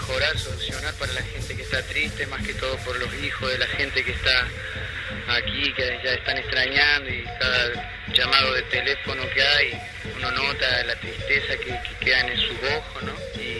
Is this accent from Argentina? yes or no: yes; Córdoba, Argentina; soy de la nacionalidad Comechingón, descendencia Comechingón, soy de Córdoba